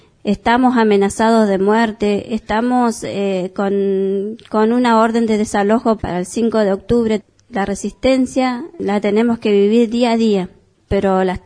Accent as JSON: {"language": "Spanish", "region": "Chubut", "country": "Argentina", "said": "hablar un poco sobre el lugar de donde yo soy, también vivo en las cordilleras, en la naciente del río Chubut."}